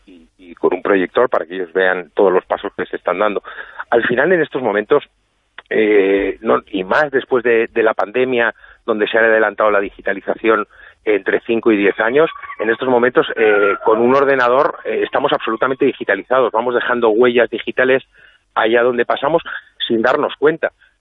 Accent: Catalonia, Spain; A ver, yo soy catalán

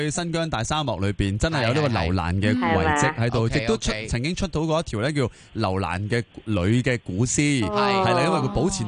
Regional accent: Hong Kong; 我哋香港人好鍾意就要攞、幾百萬俾首期要做咩啊？

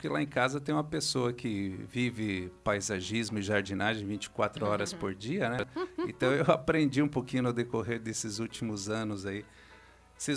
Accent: Foz do Iguaçu, Paraná, Brazil; born there; moro em Foz, nasci em Foz

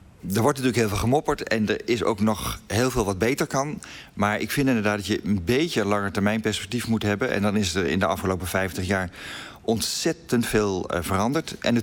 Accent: Netherlands; We denken heel vaak, wij zijn liberaal, wij zijn modern, wij zijn Nederlanders en we zijn altijd verlicht geweest.

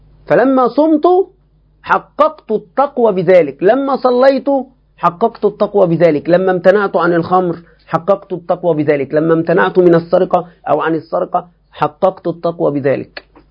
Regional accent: Egypt; لكن بالنسبة لنا كمصريين نحن في فتن عظيمة

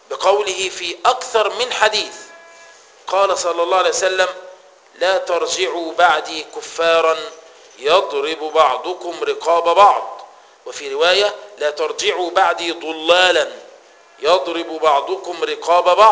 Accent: Egypt; انت لما بتروح بلد هنا عندنا في مصر اسمها كفر الشيخ

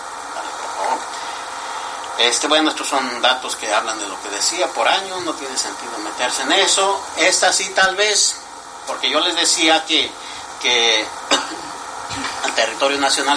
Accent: Oaxaca, Mexico; Yo soy oaxaqueño, toca allá abajo

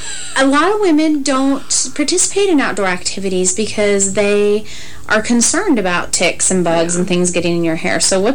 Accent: Montana, United States; Growing up in Montana, we did have them.

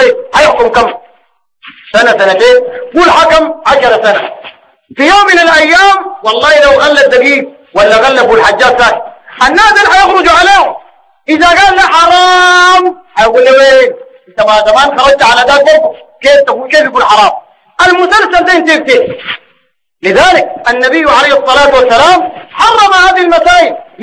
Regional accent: Sudan; زي ما هو الحاصل الواقع عندنا في السودان.

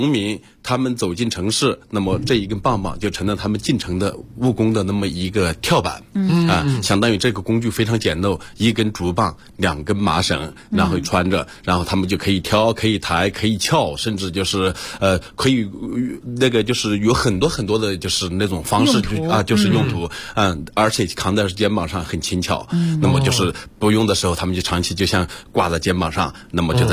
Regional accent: Fengjie, Chongqing, China; 我是土生土长的重庆人，也是重庆最山沟里面的，在里面长大的，就是大山里边的孩子，最小的时候我们的家离重庆是3天3夜，就是那个时候只能坐船，交通特别不方便，就是坐船上水到重庆，我老家是奉节的

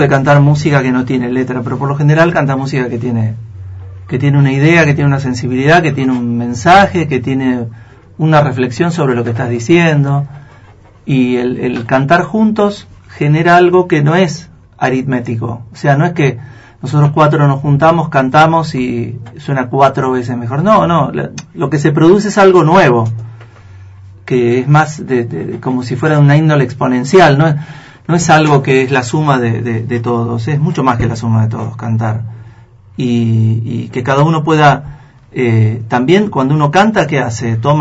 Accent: Buenos Aires, Argentina; hay veces que yo soy de Buenos Aires, y en Buenos Aires yo, si bien hay un montón de agrupaciones corales

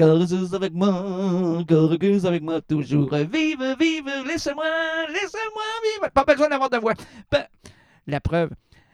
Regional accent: Quebec City, Quebec, Canada; je suis venu de Québec. Du Québec et de Québec. Ville de Québec, province de Québec. Je suis Québec 100%, moi.

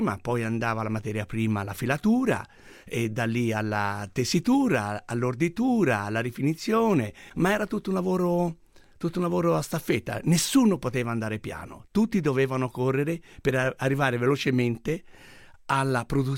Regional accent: Prato, Tuscany, Italy; Io ormai ho 62 anni, tanti anni fa sono nato a Prato e come tutti i pratesi facevano stoffa, o in filatura, o in tessitura, o in orditura, ma io la mia origine è proprio di Prato

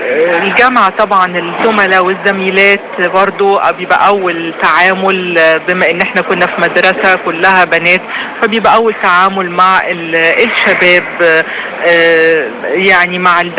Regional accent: Alexandria, Alexandria Governorate, Egypt; بلدي اللي بحبها جدا وعن مدينتي اللي بعشقها، مدينة الاسكندرية

